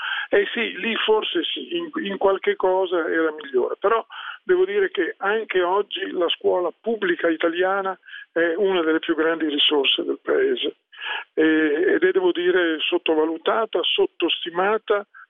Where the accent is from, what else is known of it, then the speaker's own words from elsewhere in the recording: Milan, Lombardy, Italy; sono milanese, sono sempre vissuto da allora a Milano, tranne gli anni dell'università che ho fatto a Pavia